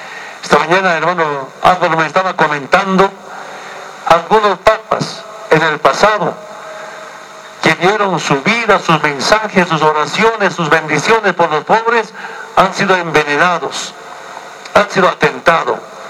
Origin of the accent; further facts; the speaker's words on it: Bolivia; Por eso es nuestro logro como pueblo boliviano